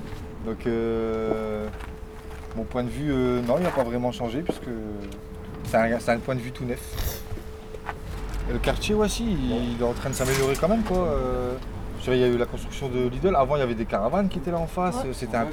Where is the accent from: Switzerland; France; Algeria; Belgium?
France; Dunkirk, Hauts-de-France; Bah, disons que moi, je suis de Dunkerque.